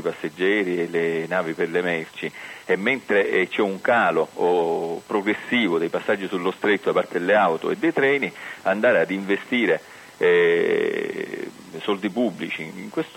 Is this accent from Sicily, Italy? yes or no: yes; Sicily, Italy; Noi da siciliani, ad esempio, crediamo che ci troviamo con una rete ferroviaria assolutamente disastrata